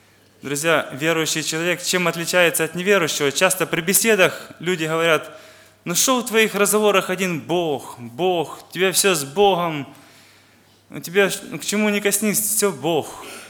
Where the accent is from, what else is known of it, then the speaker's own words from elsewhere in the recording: Western Ukraine, Ukraine; я из Западной Украины, из церкви города Ровно.